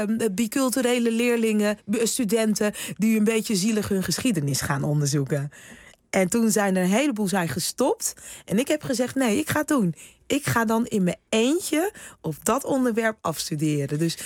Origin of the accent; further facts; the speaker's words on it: Rotterdam, South Holland, Netherlands; accent: Rotterdam; Nee, er werd geen Surinaams thuis gesproken. Alleen maar Nederlands. Af en toe hoor je mijn Rotterdamse accent er nog eventjes doorheen.